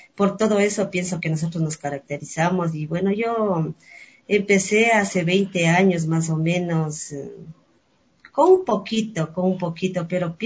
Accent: Calacalí, Pichincha, Ecuador; Bueno, yo soy calacaleña de nacimiento y vivo así hasta la edad que tengo aquí. Soy calacaleña

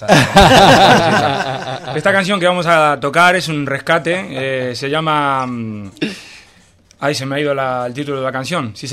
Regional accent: Argentina; soy argentino, hijo de argentinos, tengo la fama de quedarme hablando mucho.

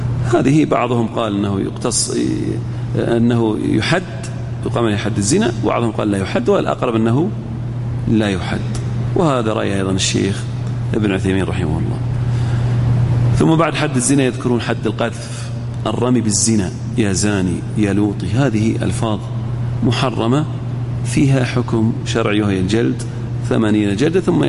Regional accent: Al-Ahsa, Eastern Province, Saudi Arabia; إحنا عندنا في الأحساء

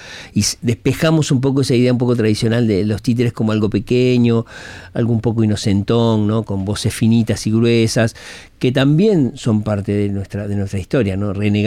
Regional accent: Uruguay; muchos uruguayos vienen, porque los uruguayos parece que somos los montevideanos, pero no, son muchos.

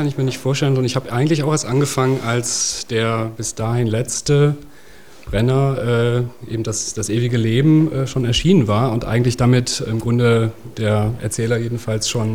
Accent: Northern Germany, Germany; dass man von Anfang an, gerade als Norddeutscher, diesen ganz unverwechselbaren Ton, diesen Sound, diese Kunstsprache

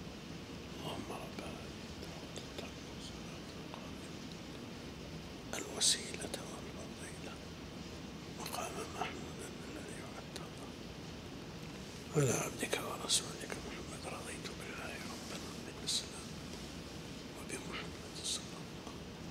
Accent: Najd, Saudi Arabia; وهذه مسألة يقع الخلل فيها كثيرا من النساء عندنا في نجد قبل

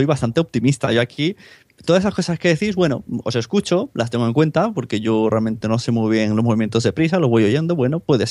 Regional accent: Palau-solità i Plegamans, Catalonia, Spain; Es como si somos aquí el Palau de Plegamans, que es mi pueblo

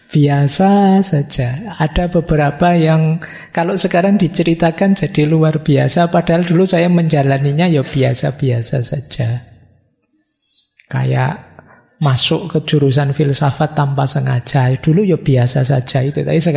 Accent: Java, Indonesia; Ya kebetulan saya orang Jawa, jadi lebih passion kalau filosofi-filosofi Jawa.

